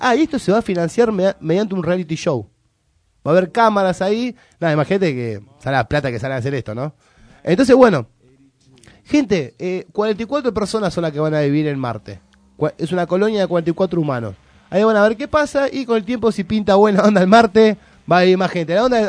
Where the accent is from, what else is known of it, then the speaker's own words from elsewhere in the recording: Argentina; ¿Somos o no somos argentinos?